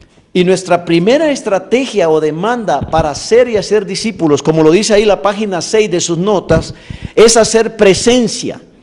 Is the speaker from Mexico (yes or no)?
no; El Salvador; Como salvadoreño tengo que hablar de eso.